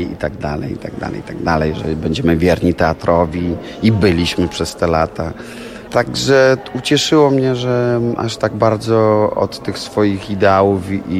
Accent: Łódź, Łódź Voivodeship, Poland; w Łodzi, no bo stamtąd jestem

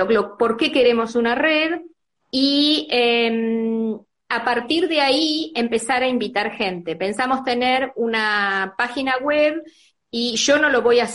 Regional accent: Argentina; born there; A mí me tocó acá, porque bueno, es la ciudad donde yo nací, viví, salvo mi infancia y adolescencia

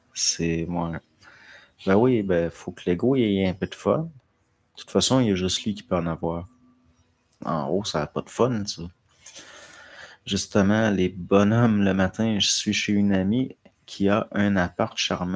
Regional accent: Montreal, Quebec, Canada; Moi, j'ai grandi à Montréal-Nord, assez hard, les gangs de rue, les Italiens, voire.

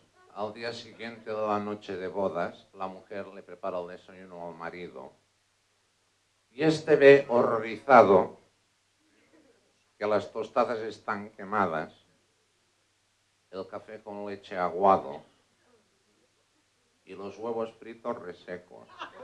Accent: Spain; first language Catalan; Spanish is a second language; interpretarles unos cuantos chistes acudits, como digo en mi lengua madre

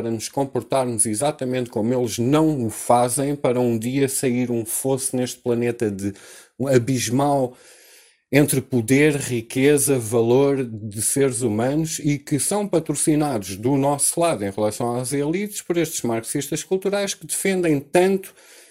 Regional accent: Portugal; nós até como portugueses vamos ter que pagar

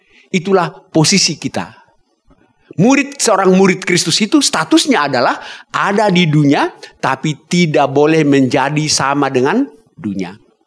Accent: Ambon, Maluku, Indonesia; saya orang Ambon, senangnya lautan.

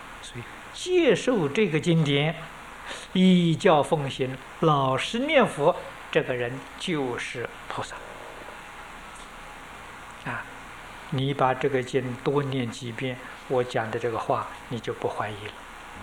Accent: China; 就是我们中国人称老师的意思。

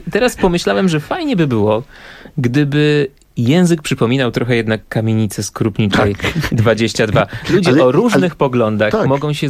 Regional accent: Silesian Voivodeship, Poland; ponieważ ja jestem ze Śląska, a po śląsku kołaczyk to jest drożdżówka po prostu.

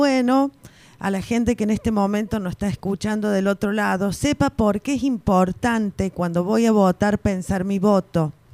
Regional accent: Río Cuarto, Córdoba, Argentina; soy de Río Cuarto, el sur.

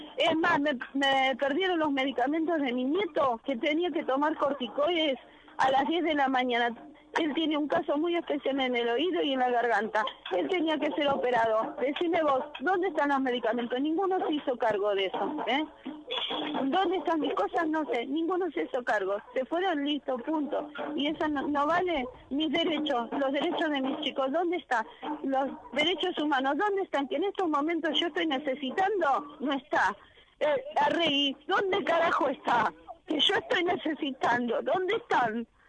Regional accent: Moreno, Buenos Aires Province, Argentina; me da vergüenza decir que soy de Moreno, me da vergüenza.

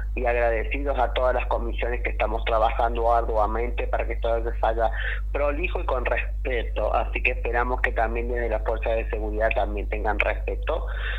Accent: Argentina; nosotras también somos argentinas, argentinos.

